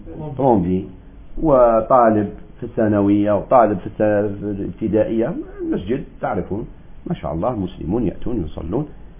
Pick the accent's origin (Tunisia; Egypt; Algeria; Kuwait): Algeria; داعي مشهور عندنا في الجزائر